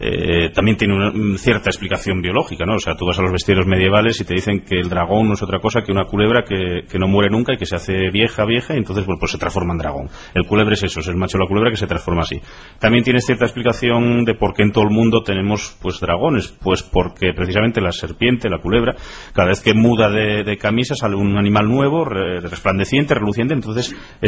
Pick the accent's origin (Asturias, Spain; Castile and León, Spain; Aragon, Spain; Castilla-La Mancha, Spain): Asturias, Spain; Salas; En el concello de Salas, de donde soy, hay unas explotaciones de minería romana aurífera